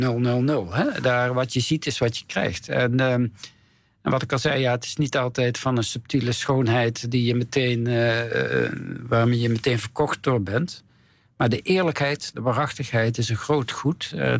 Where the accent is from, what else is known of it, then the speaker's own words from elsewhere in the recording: North Brabant, Netherlands; Ik kom uit Brabant.